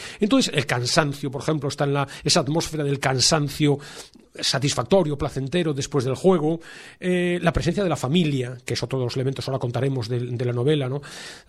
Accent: Vigo, Galicia, Spain; yo soy de Vigo y me recuerdo eso, la piel salada

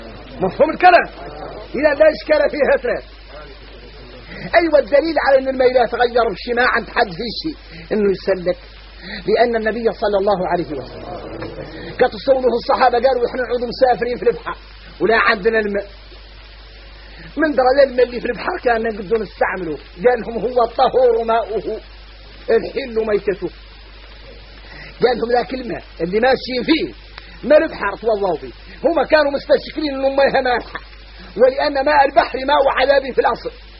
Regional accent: Mauritania; احنا موريتاني عندنا عقلية

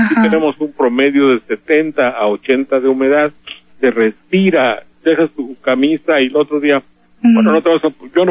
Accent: Veracruz, Mexico; Porque soy de Veracruz

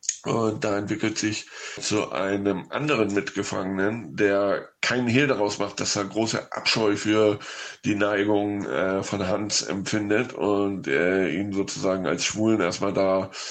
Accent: Hamburg, Germany; now in Spain; In Deutschland hatte er Premiere in meiner Heimatstadt in Hamburg

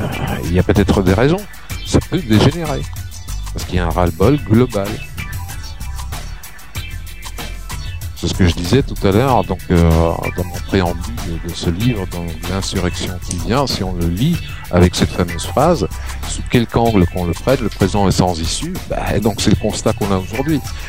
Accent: France; Déjà, en tant que Français, on devrait dire impossible n'est pas français.

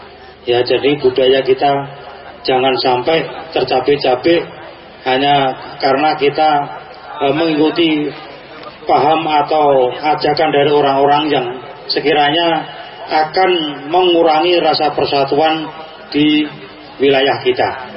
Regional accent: Java, Indonesia; Ya, jadi kita jangan lupa dengan budaya kita, budaya orang Jawa.

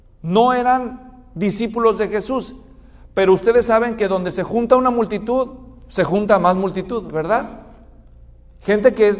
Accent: Mexico; En México, yo soy mexicano, en México los que son de la capital

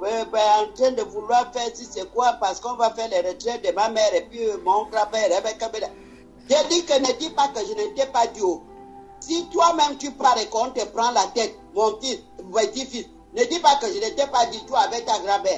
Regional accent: Libreville, Estuaire, Gabon; je suis né à Libreville centre et on a grandi à Libreville.

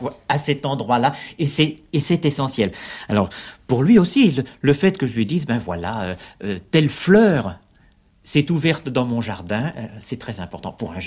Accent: Paris, Île-de-France, France; also born or lived in Lille; Mais voilà, je suis né dans le Nord, Mais c'est en effet par accident, et j'ai quitté le nord, c'est-à-dire très précisément la banlieue de Lille, quand j'avais l'âge de 3 ans pour venir à Paris. C'est-à-dire je suis un Parisien caractéristique.

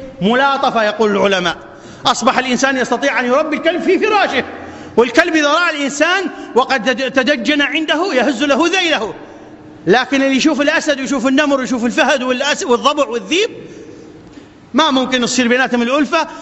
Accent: Iraq; أن تبسط الأمن والأمان في بلادنا العراق

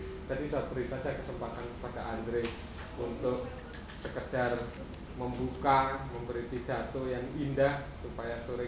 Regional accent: Yogyakarta, Special Region of Yogyakarta, Indonesia; saya dari Yogyakarta, saya bekerja di Puntika Transportasi Center

